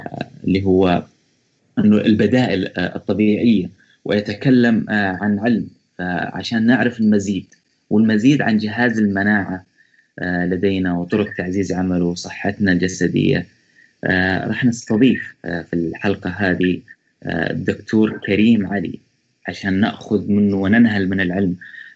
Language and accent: Arabic; Saudi Arabia; من السعودية